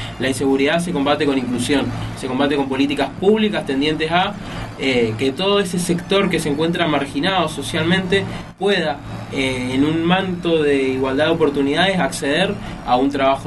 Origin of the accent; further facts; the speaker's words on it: Mendoza, Argentina; tenemos que estar dispuestos como mendocinos a dar ese salto cualitativo